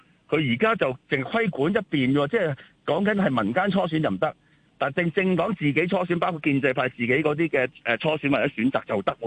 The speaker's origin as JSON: {"language": "Cantonese", "country": "Hong Kong", "said": "其實全對我哋香港人最認知係咩啊？"}